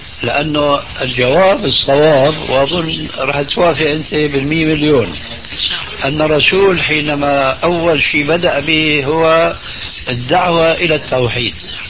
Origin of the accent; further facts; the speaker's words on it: Syria; أنا باعتباري سوري